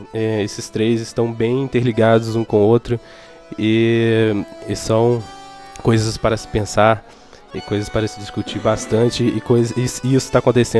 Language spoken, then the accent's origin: Portuguese; Guarapari, Espírito Santo, Brazil; also born or lived in Minas Gerais; Eu sou de Guarapari, né, mas nascido em Minas, portanto me considero praticamente capixaba porque fui criado lá.